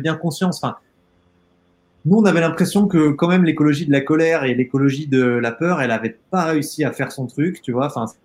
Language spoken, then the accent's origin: French; Auvergne-Rhône-Alpes, France; Enfin moi, j'ai grandi dans le Haut-Bugey, j'y suis là, chez mes parents, au milieu de la nature.